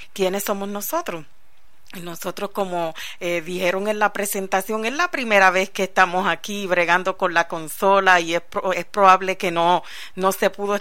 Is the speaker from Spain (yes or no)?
no; Puerto Rico; somos ministros ordenados en Puerto Rico como pastores, y venimos desde Puerto Rico.